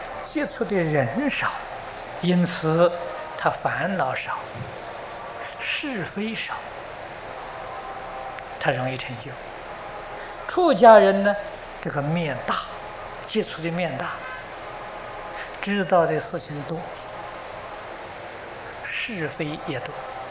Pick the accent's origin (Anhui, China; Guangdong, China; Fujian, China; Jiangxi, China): Anhui, China; 我是安徽人，我们家乡步行到九华山要走一个星期，啊，我们住在江北，过长江要走一个星期